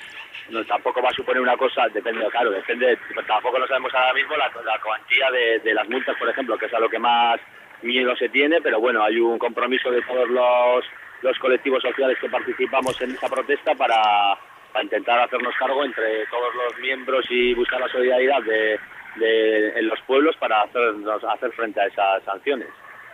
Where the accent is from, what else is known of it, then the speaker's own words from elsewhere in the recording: Sestao, Basque Country, Spain; yo soy de un pueblo de Ezkerraldea, de Sestao. Y eso, y vivo en el centro del pueblo, prácticamente.